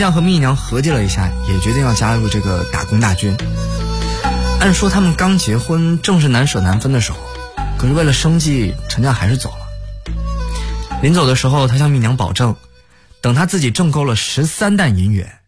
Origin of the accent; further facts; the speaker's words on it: Fujian, China; 我的老家是在福建闽南的山区里，那边有个小村子叫做粗坑